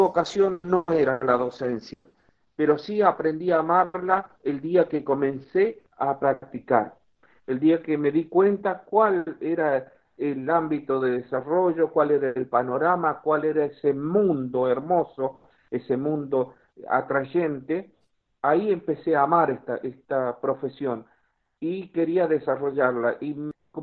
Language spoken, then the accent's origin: Spanish; Chepes, La Rioja, Argentina; Yo soy oriundo de la localidad de Chepes, La Rioja, en el sur de la provincia de La Rioja.